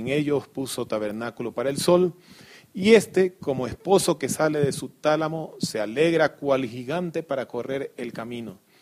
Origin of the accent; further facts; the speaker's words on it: Ecuador; Nosotros como ecuatorianos también tenemos algo espectacular en nuestras tierras, ¿no? Las Islas Galápagos.